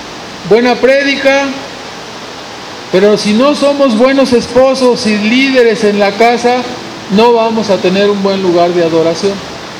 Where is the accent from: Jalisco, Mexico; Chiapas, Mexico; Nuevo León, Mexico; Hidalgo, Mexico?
Nuevo León, Mexico; Monterrey; Va a doler, especialmente porque somos de Monterrey.